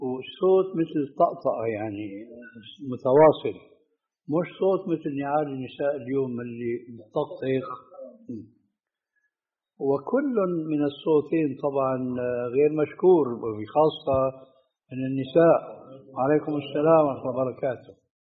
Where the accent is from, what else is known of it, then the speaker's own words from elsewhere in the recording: Syria; النعل صرارة موجودة، كانت إلى عهد قريب عندنا في سوريا للرجال، أي نعم.